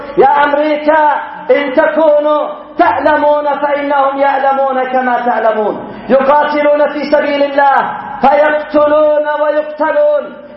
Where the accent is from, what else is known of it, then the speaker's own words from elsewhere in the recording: Yemen; ونحن شعب يمني فرض علينا العدوان